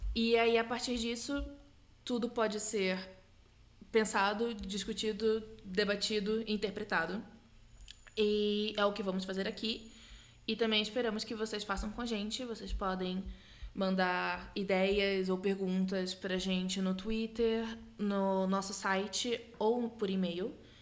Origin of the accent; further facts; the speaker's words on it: Brazil; Então, nós, como boas brasileiras e boas fãs de Harry Potter, nos perguntamos como seria aqui.